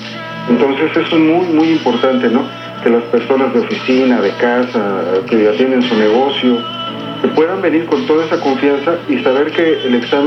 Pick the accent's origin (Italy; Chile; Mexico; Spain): Mexico; Mexico City; yo no sé si somos chilangos, si es el Distrito Federal o la ciudad, ya no sé la verdad.